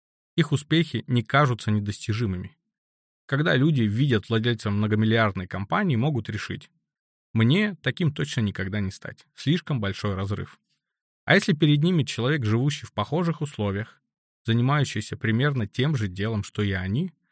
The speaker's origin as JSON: {"language": "Russian", "town": "Rezh", "region": "Sverdlovsk Oblast", "country": "Russia", "tie": "born or raised there", "said": "в городе Реж, Свердловской области, откуда я родом."}